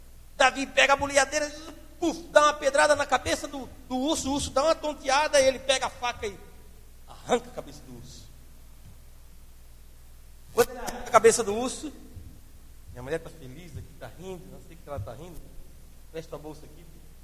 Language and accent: Portuguese; Palhoça, Santa Catarina, Brazil; Quando eu era guri, gente, lá em Palhoça, eu andava com uma bolsinha dessa